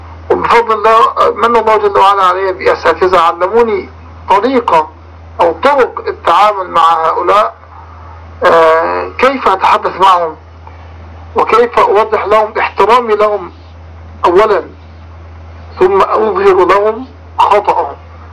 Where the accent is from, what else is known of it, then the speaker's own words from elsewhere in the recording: Egypt; $5 مليون مبلغ ضخم جدا بالنسبة لنا كمصريين، لأن الدولار عندنا الآن تقريبا وصل إلى 20 جنيه